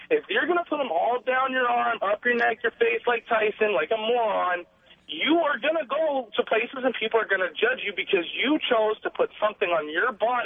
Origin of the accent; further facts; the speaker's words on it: Orange County, California, United States; You know, I'm 21 years old, born and raised in Orange County.